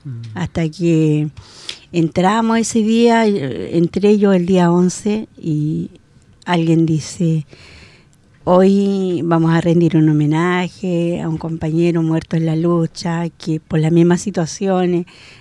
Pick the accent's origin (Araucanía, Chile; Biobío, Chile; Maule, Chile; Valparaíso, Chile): Biobío, Chile; Arauco; born there; después mi familia se cambió de ciudad. Y para que nadie se diera cuenta, y aún así, en Arauco, mi pueblo de nacencia, nunca se supo que yo tuve un hijo.